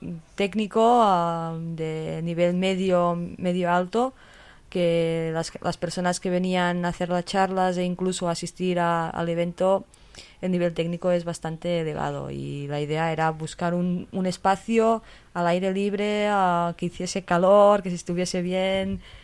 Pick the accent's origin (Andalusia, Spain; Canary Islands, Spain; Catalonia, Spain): Catalonia, Spain; Olot; Además me fui un día en Olot, de donde soy